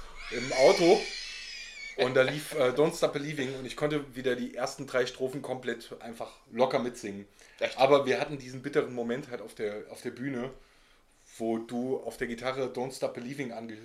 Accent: Eifel, Germany; aus meiner Heimat, aus der Eifel.

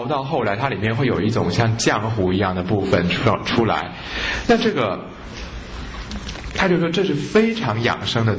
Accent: Taiwan; 一般我们台湾人那个清粥小菜那个稀饭啊，那差很远啊

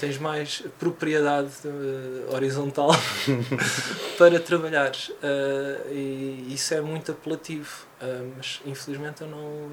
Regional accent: Odivelas, Lisbon, Portugal; Então eu cresci no subúrbio, cresci em Odivelas, e a minha banda desenhada era a banda desenhada dos quiosques.

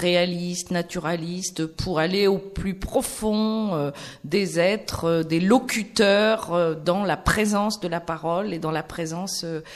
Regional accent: Nantes, Pays de la Loire, France; moi, je suis nantaise

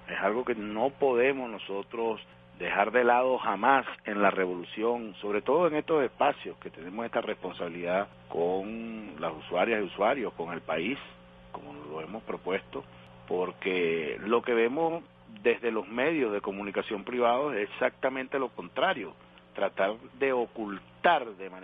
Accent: Venezuela; nos felicitamos como venezolanos

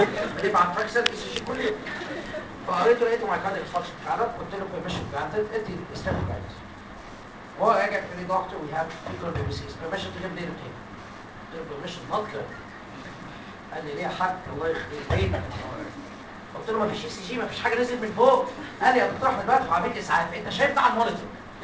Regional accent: Egypt; عشان انا مصري وعربي

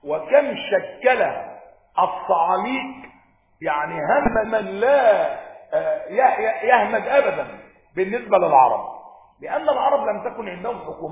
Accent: Upper Egypt, Egypt; أنا صعيدي ما تخافوش يعني

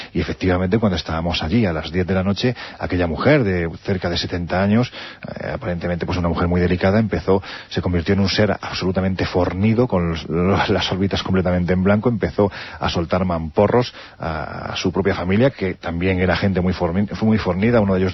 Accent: Jaén, Andalusia, Spain; en el ayuntamiento de mi tierra, en Jaén

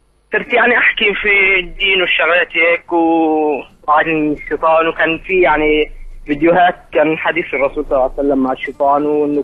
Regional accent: Egypt; now in Jordan; من مصر وأحكي معك

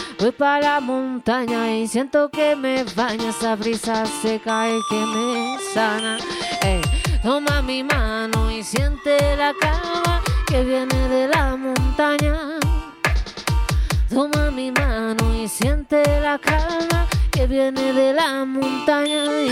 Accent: Patagonia, Chile; vengo desde la Patagonia de Chile

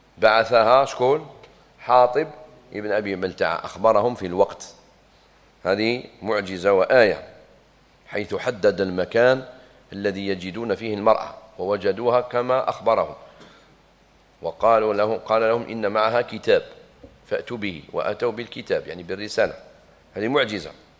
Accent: Algeria; جابنا الاستقلال في بلادنا الجزائر

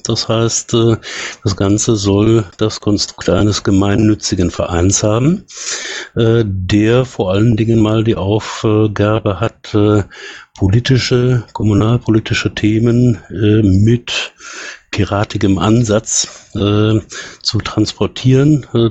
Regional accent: Cologne, North Rhine-Westphalia, Germany; im Rhein-Sieg-Kreis zu Hause, gebürtig aus Köln

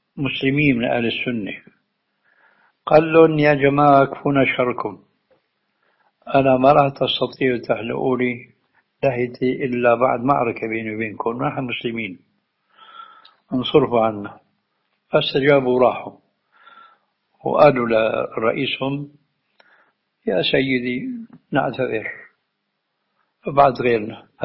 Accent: Syria; عندنا في الشام وقعت الحادثة التالية

